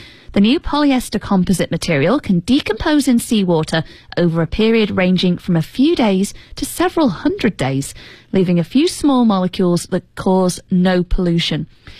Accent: United Kingdom

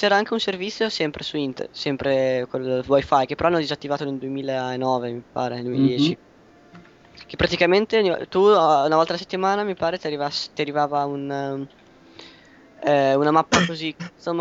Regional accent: Emilia-Romagna, Italy; ho detto Puglia perché sono romagnolo, quindi distanza

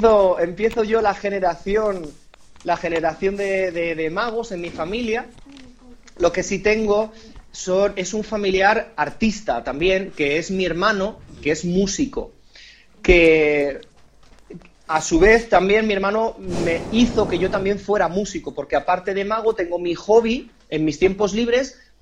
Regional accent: Palma de Mallorca, Balearic Islands, Spain; born there; yo nací en Mallorca, en Palma de Mallorca, que sabéis dónde está

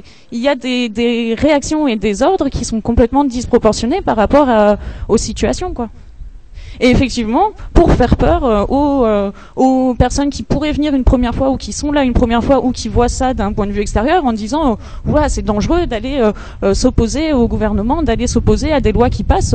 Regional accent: Perpignan, Occitanie, France; Moi et mon copain qui est pas là, on vient de Perpignan.

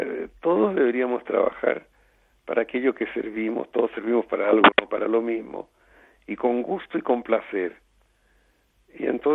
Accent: Chile; moved away; corté a todos y me fui 40 años de Chile. Y dije, volveré cuando me inviten y sea conocido. Y después de 40 años me invitaron y volví a Chile

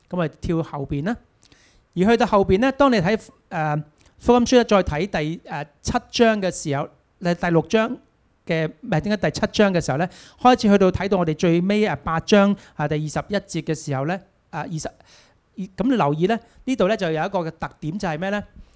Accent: China; 你知猶太人唔係我哋中國人啦，係咁要食幾碗飯啦

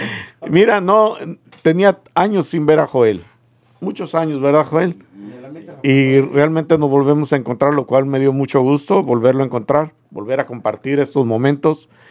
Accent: Mexico; Nosotros somos mexicanos y ya.

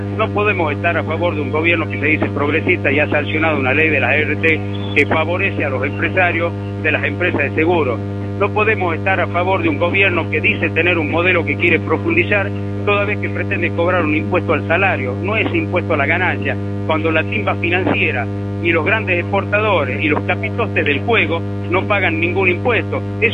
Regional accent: Tucumán, Argentina; hoy nadie puede estar ajeno como tucumano

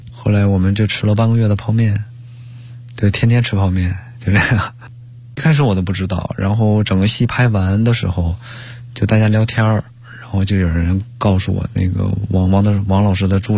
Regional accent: Liaoning, China; 我是辽宁人

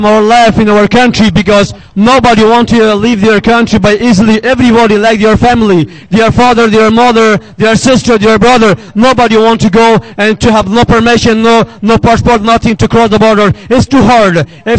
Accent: Afghanistan; French is a second language; now in France; je viens d'Afghanistan.

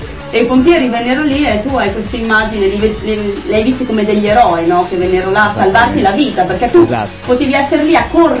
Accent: Ravenna, Emilia-Romagna, Italy; io sono di Ravenna, no? Io sono la cittadina Ravenna City

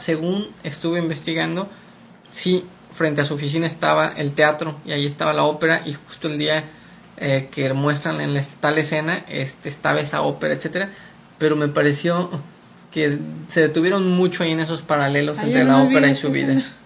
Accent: Morelia, Michoacán, Mexico; es una asociación de personas que viven en mi estado natal, Michoacán, y en particular en mi ciudad natal, Morelia.

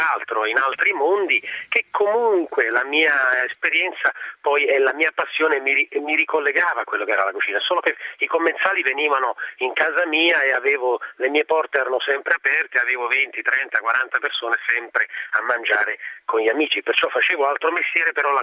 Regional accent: Naples, Campania, Italy; Sì, da buon napoletano, sai, nella vita succede sempre di tutto.

